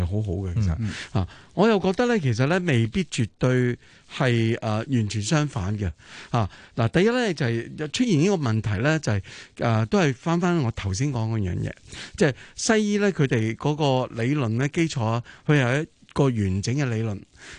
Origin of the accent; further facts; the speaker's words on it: China; 其实我身为中国人啦